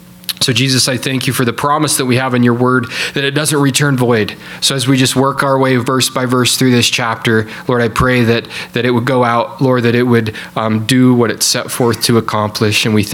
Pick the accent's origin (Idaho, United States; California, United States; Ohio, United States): Idaho, United States; Salmon; I'm from Salmon, Idaho, a bit middle of Idaho.